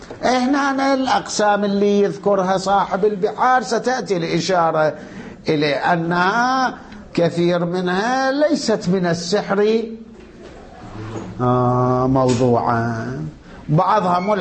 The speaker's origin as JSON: {"language": "Arabic", "country": "Iraq", "said": "احنا عندنا بالعراق كان يقولوا له ملبس"}